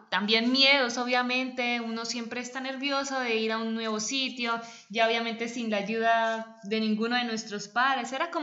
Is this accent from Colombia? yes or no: yes; Colombia; moved away as an adult; also born or lived in Spain; now in Malta; Soy colombiana, soy periodista y desde hace aproximadamente 3 años vivo fuera de mi país.